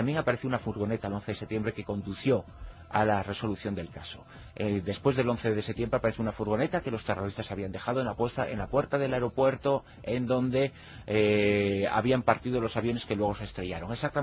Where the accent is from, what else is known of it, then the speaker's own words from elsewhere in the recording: Galicia, Spain; Uno es de los que soy gallego, ¿qué le voy a hacer?